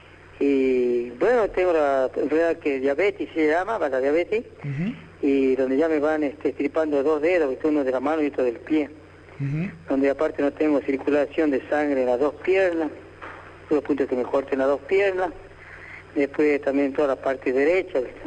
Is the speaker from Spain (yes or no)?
no; General Mosconi, Salta, Argentina; estoy acá en General Mosconi, este es mi pueblo natal.